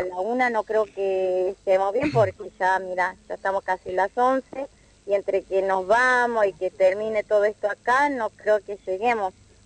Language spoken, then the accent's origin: Spanish; Bolivia; La hoja de coca es un alimento sagrado para todos los que somos de Bolivia y del norte del país.